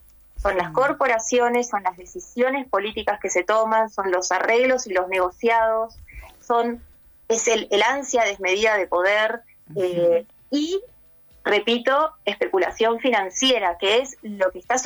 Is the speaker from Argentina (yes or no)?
yes; Argentina; Hoy como argentinos nos une el sí a la educación pública, libre, gratuita, ¿no?